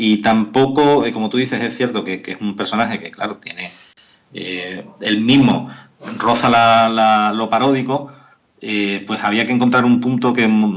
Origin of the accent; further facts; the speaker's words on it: Algeciras, Andalusia, Spain; Pues yo soy de Algeciras, siempre tiene gracia.